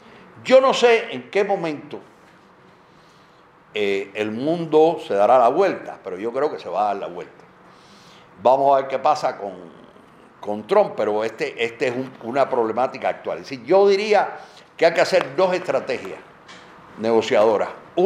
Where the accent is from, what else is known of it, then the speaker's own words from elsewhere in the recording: Cuba; a pesar de que soy cubano y era un tema mexicano